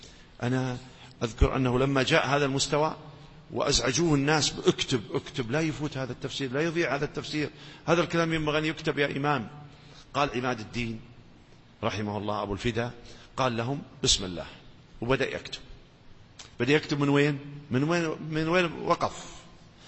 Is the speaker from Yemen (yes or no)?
no; Najd, Saudi Arabia; السلامة كثير عندنا في نجد